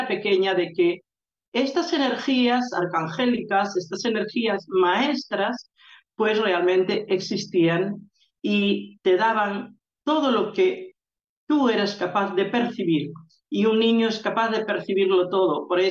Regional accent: Galicia, Spain; esas enseñanzas que realmente yo las veía en las prácticas habituales que allí se hacían en esa tierra. Nunca se perdió la magia en Galicia

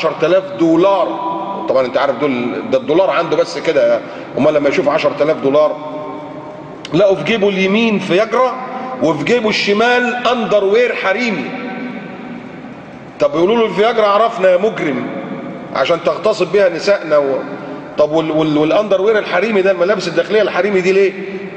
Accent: Egypt; مهما كان عندنا في مصر

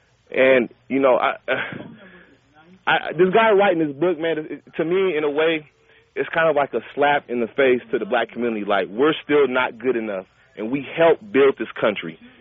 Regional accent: Seattle, Washington, United States; now in Bay Area, United States; I'm originally from Seattle. I'm out here in the Bay Area. I'm African-American, 28 years old.

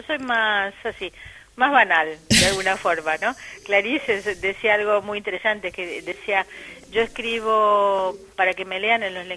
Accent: Argentina; a mí como argentina, lo decías muy bien, es un país que sí ha trabajado la memoria

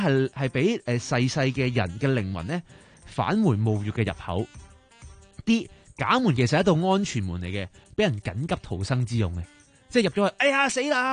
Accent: China; 咁我哋中國人嗰啲墳墓陵墓都大家都會知道啦。

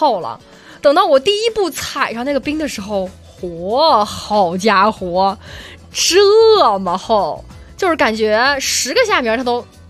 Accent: southern China, China; 你知道我是南方人

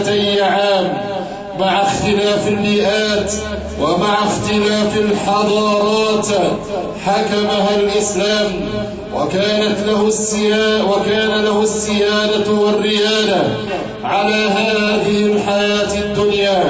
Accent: Egypt; لقد أكرم الله سبحانه وتعالى بلدنا مصر

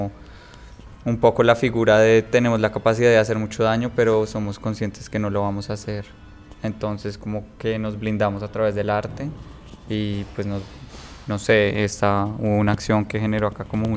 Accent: Bogotá, Colombia; yo no soy de acá, yo soy de Bogotá

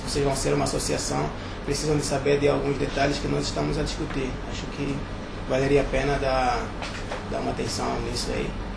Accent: Huambo, Angola; eu sou do AMBO, e o AMBO, ele tinha uma grande oportunidade de ser muito

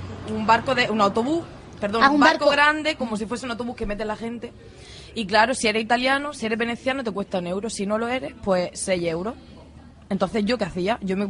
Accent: Andalusia, Spain; Hay que decirlo, que yo soy andaluza.

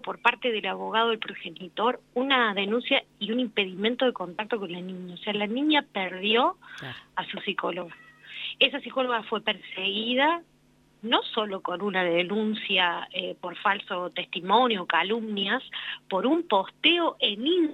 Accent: Córdoba, Argentina; yo soy de Córdoba y venimos trabajando, acompañando este caso y viajando a La Rioja hace ya 2 años

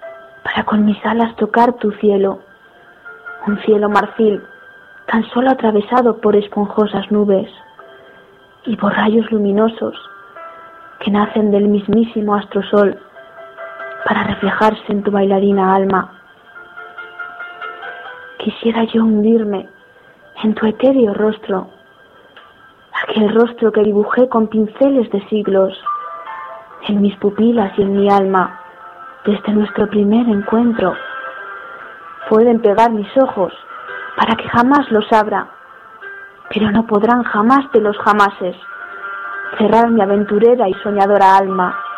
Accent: Soria, Castile and León, Spain; tengo 27 años y soy de Soria Capital, bella ciudad castellana

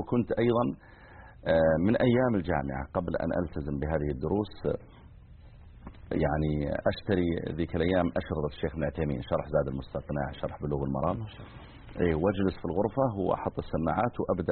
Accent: Riyadh Province, Saudi Arabia; بعض المناطق مثل ديرتنا حنا مثلا مزعل صغيرة يعني، وجنبها القوعية أكبر منها.

